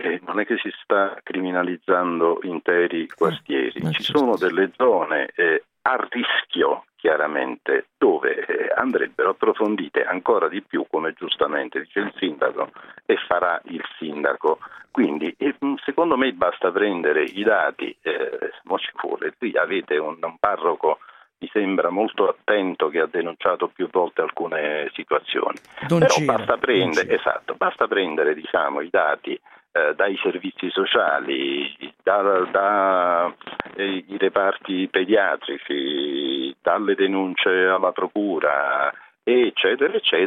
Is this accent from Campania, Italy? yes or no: yes; Campania, Italy; io sono campano